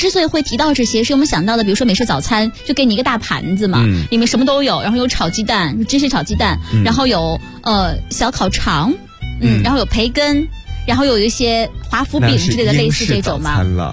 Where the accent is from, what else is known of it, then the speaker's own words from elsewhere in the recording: Zaozhuang, Shandong, China; 我是山东枣庄人嘛